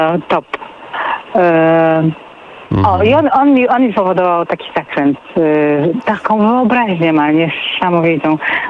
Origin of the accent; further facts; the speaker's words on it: Greater Poland Voivodeship, Poland; Ja byłam bardzo pilną uczennicą, dzieckiem będąc, Wielkopolanka.